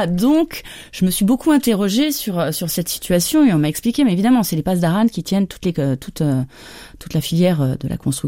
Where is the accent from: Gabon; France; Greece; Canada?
France; Mais moi, en tant que Française, aucun problème.